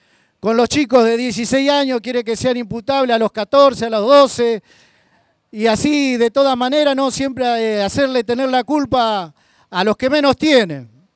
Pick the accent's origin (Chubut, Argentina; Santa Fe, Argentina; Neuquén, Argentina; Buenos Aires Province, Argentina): Buenos Aires Province, Argentina; Lavallol; soy de Lavallol